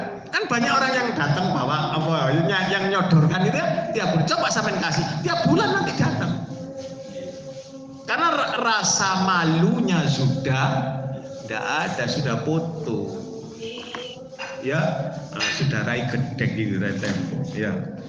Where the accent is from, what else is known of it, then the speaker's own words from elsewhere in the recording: East Java, Indonesia; Kadang-kadang karena seorang saya Jawa Timur, ya toh, keluar misuhnya.